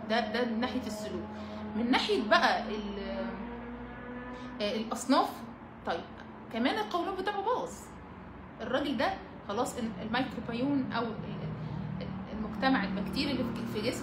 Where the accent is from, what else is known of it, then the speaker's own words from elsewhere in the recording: Alexandria, Alexandria Governorate, Egypt; اشتغلت في يعني في جيم هنا والله براند عندنا في اسكندرية